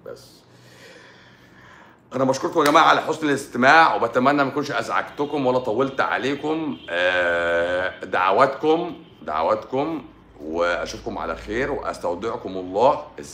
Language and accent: Arabic; Egypt; احنا بقى عايزين نعمل واحده احنا عندنا في مصر